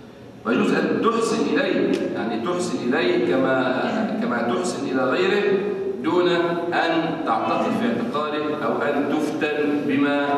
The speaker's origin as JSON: {"language": "Arabic", "town": "Damietta", "region": "Damietta Governorate", "country": "Egypt", "said": "يعني واحد مثلا عندنا في دمياط عنده مصنع موبيليات"}